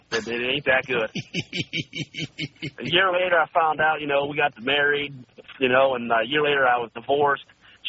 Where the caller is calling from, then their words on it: Phoenix, Arizona, United States; also born or lived in Ohio; I'm calling from Phoenix, Arizona.